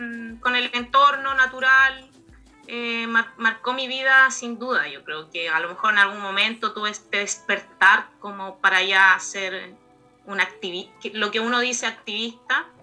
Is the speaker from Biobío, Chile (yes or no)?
yes; San Pedro de la Paz, Biobío, Chile; Yo soy de San Pedro, de La Paz, y soy mueblista, soy artesana, y en verdad me gusta mucho mi territorio. Además me crié en una población